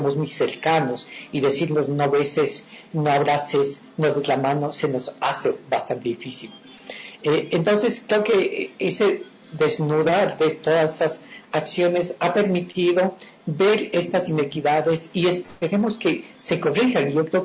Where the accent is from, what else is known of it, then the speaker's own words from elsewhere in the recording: Ecuador; como ciudadanía, como ecuatorianos, como ciudadanos universales